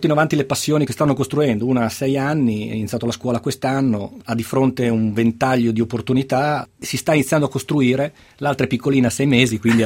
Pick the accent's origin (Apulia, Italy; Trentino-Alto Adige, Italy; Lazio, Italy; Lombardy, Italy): Lombardy, Italy; Milan; also born or lived in Camogli; Io sono milanese, sono milanese, ma sono di quei milanesi che per famiglia vive, ha vissuto la sua infanzia spesso al mare, nella, in una bella zona della Liguria che si chiama Camogli.